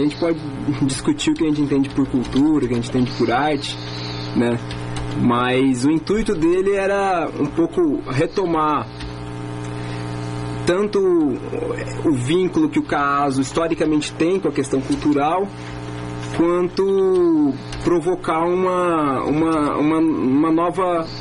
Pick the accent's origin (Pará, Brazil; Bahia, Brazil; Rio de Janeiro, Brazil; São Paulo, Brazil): São Paulo, Brazil; São José do Rio Preto; Eu sou de São José do Rio Preto.